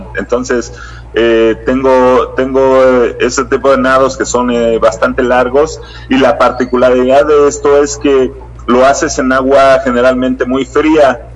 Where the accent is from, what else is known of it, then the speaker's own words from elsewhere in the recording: Mexico City, Mexico; Yo soy de Ciudad de México.